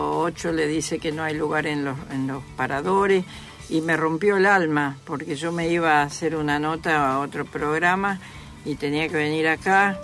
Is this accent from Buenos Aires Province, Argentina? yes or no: no; Misiones, Argentina; Te imaginas que yo vengo de la selva de Misiones, con apenas la primaria hecha.